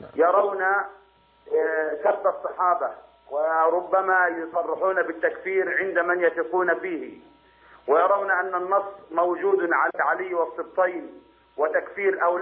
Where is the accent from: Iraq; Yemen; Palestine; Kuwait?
Yemen; والواقع عندنا في اليمن يدل على هذا، إن